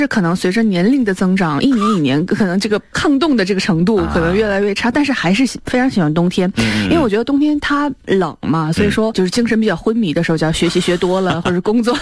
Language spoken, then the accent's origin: Chinese; Northeast China, China; 就是我小的时候在东北都是那种麻袋雪橇。